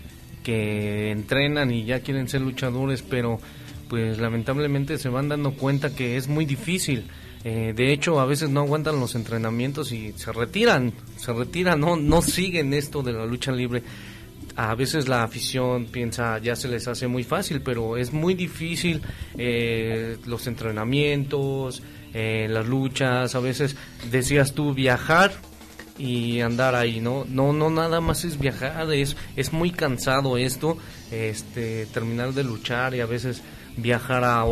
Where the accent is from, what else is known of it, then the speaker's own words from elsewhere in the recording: Tulancingo, Hidalgo, Mexico; soy de Tulancingo, Hidalgo.